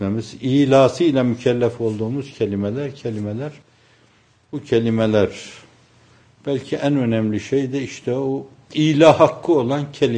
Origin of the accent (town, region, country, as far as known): Erzurum, Turkey; born or raised there